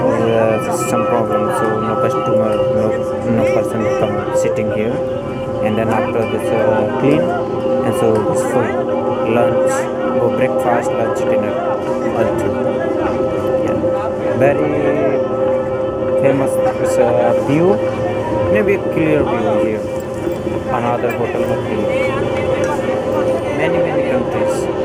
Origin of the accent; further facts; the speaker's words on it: Mexico; English is a second language; So we are from Mexico.